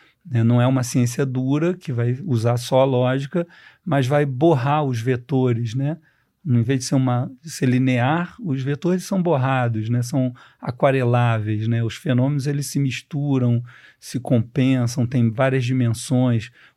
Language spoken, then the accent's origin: Portuguese; Rio de Janeiro, Brazil; Eu, como carioca, só fui entender São Paulo depois de ler a tese dele